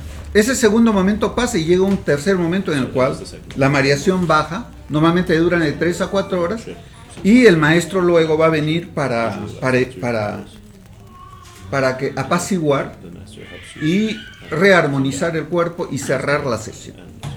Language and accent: Spanish; Pucallpa, Ucayali, Peru; en Cusco, en mi tierra, en Pucallpa